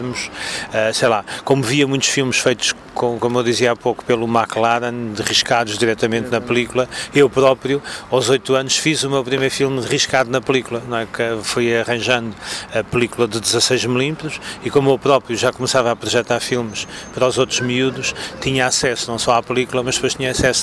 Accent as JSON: {"language": "Portuguese", "country": "Portugal", "tie": "born or raised there", "said": "em Samora Correia, na Casa da Criança, da Biblioteca Fixa, que foi a primeira biblioteca fixa a ser criada em Portugal, na minha terra natal"}